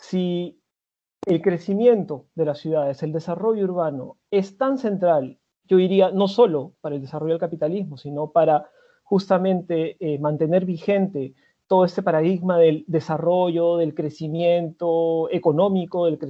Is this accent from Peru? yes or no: yes; Peru; Yo soy de Perú